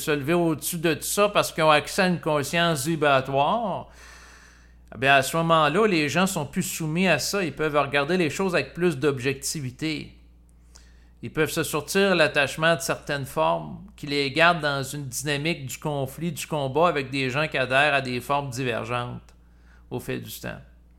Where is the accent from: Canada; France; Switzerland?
Canada; born there; Moi, en tant qu'individu, je suis né au Canada